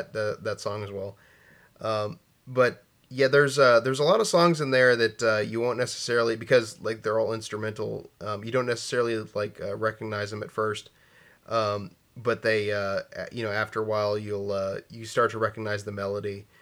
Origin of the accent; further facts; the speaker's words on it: United States; Feel as an American, I should probably know that, but I didn't.